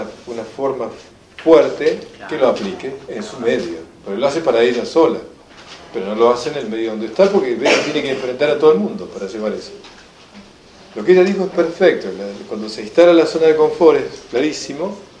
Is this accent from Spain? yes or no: no; Argentina; Entonces, yo como llego como argentino allá, es más o menos como el Papa